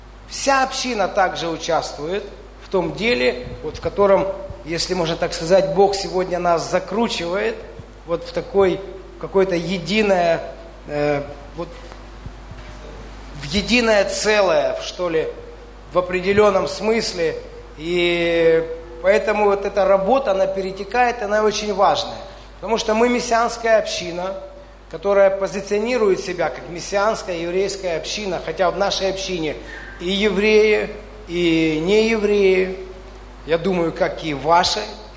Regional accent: Dnipro, Dnipropetrovsk Oblast, Ukraine; Потому что когда мы были, кто-то, мы из Днепра, все, да.

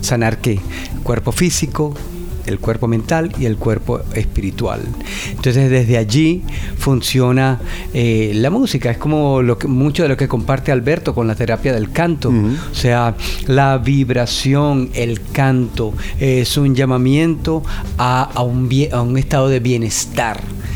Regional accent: Venezuela; now in United States; yo soy venezolano, radicado ya hace muchos años en Estados Unidos

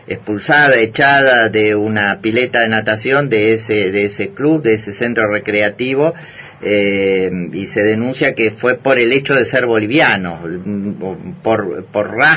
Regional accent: Argentina; Yo como argentino digo, lamento que se ponga en discusión este tema

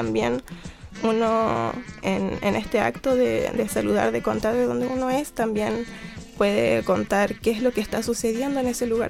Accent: Caucau, Chile; soy pichintako. Ahí les contaba que mi tierra, ese lugar que yo les comentaba que se llama Caucau, es un lugar muy lindo, está lleno de árboles nativos, tiene esteros que lo cruzan

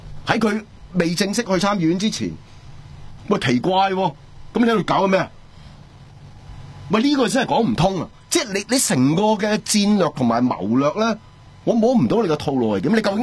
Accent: Hong Kong; 1989年嗰时候，我哋香港人点同你顶啊？

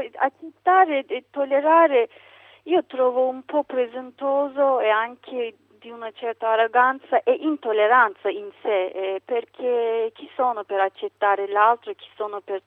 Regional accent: Turkey; quando ho detto che sono turca

